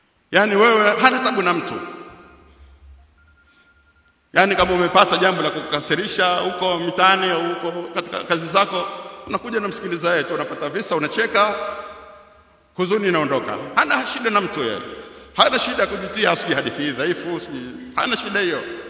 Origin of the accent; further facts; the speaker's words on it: Zanzibar, Tanzania; Sisi tumezaliwa Zanzibar, tumesoma Zanzibar, tunajua zaidi.